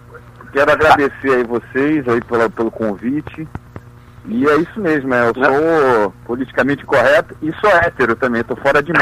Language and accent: Portuguese; Rio de Janeiro, Brazil; Eu nasci em Ipanema e depois fui pra Copacabana e fui até hoje.